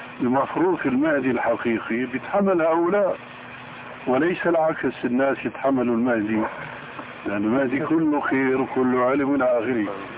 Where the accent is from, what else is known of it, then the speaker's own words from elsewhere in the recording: Damascus, Damascus Governorate, Syria; قالوا لي ناس عندنا في دمشق